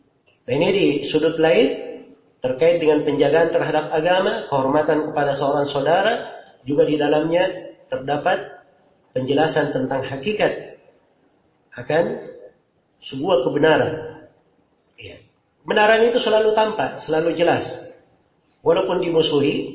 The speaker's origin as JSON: {"language": "Indonesian", "town": "Makassar", "region": "South Sulawesi", "country": "Indonesia", "said": "Kalau kita orang Makassar di sini dibilang Al-Makassari"}